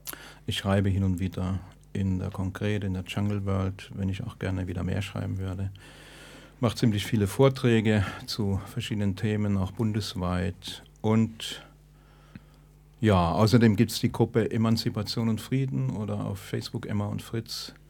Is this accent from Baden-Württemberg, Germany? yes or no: yes; Stuttgart, Baden-Württemberg, Germany; ich komme aus Stuttgart. Ich bin Mensch sei Dank jetzt Rentner